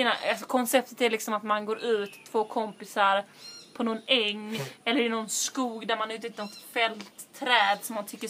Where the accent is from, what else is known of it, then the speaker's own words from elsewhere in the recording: Limhamn, Skåne, Sweden; jag växte upp i Limhamn. Gick på, vad heter det, Linnéskolan.